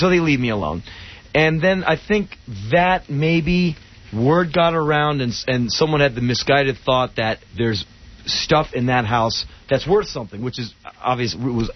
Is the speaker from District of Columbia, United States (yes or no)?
yes; Washington, District of Columbia, United States; I grew up in Washington, D.C. I spent my life getting mugged.